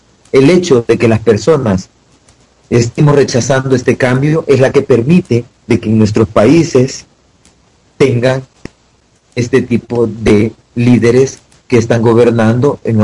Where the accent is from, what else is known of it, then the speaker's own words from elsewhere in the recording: El Salvador; uno, siendo salvadoreño, teniendo una gran visión de América Latina